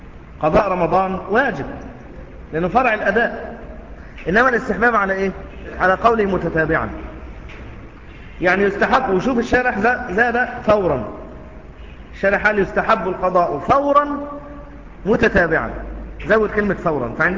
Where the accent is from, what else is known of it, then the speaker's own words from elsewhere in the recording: Egypt; شوف الرطب يباع عندنا في مصر أحيانا لكنه مش مشهور جدا